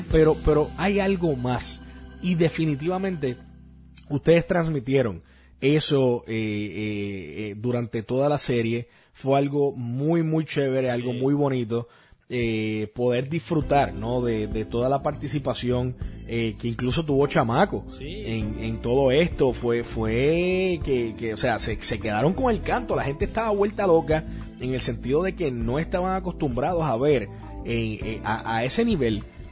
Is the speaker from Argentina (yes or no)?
no; Puerto Rico; now in United States; Es algo que, como puertorriqueño, te puedo decir que es algo que nos caracteriza en el deporte, pero eventualmente he tenido la oportunidad, ¿verdad?, ahora viviendo en Estados Unidos